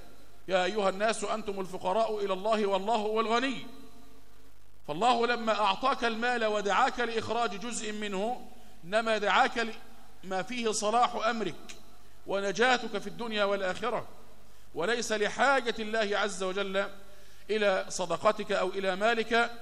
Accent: Egypt; خد بالك إن الناس كانوا إلى دخول الاستعمار البريطاني عندنا في مصر كانوا يتعاملون بالذهب والفضة

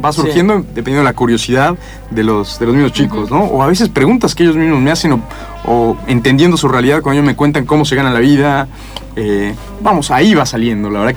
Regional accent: Mexico; now in Argentina; yo soy de México y... A ver, la verdad que nunca me imaginé estar en Argentina.

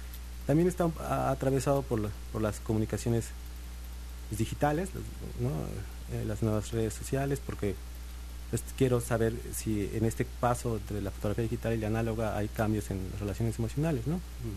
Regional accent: Atlixco, Puebla, Mexico; Yo soy de Puebla.

